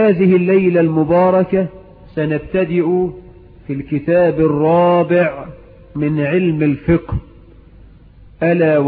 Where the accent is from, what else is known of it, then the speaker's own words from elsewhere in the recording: Egypt; بلدنا مصر